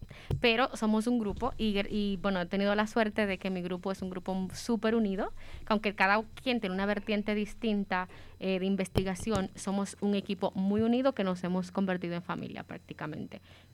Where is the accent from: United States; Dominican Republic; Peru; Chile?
Dominican Republic; now in Spain; desde que vine aquí a España, bueno, soy dominicana, debo decirlo primero, no sé si se nota mucho, pero bueno, desde que llegué a España